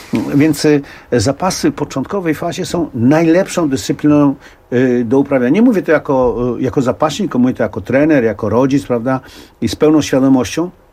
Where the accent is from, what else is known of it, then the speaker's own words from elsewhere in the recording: Warsaw, Masovian Voivodeship, Poland; bo ja się urodziłem na Powiślu, wychowywałem się na Powiślu, no i tam właśnie też zacząłem ćwiczyć zapasy.